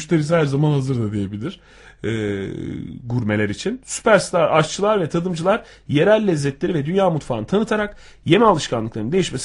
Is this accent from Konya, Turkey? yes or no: yes; Konya, Turkey; aynı zamanda benim de memleketim olur.